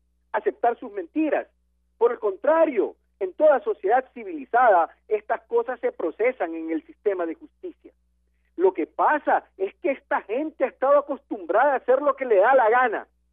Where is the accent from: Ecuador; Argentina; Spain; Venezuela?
Ecuador; Pero sí es mi deber, como ciudadano ecuatoriano, como persona responsable